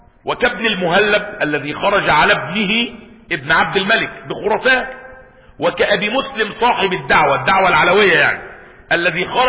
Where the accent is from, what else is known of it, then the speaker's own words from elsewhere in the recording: Egypt; اسكندريه ممنوعه علينا كمصريين ولا ايه؟